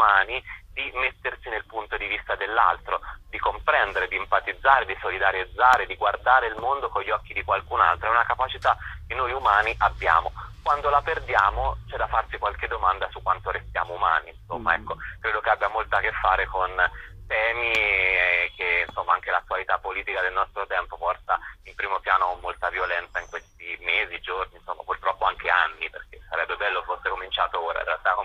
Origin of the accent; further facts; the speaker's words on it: Sansepolcro, Tuscany, Italy; born there; now in Rome, Italy; io sono anche nato a Sansepolcro, pur vivendo appunto a Roma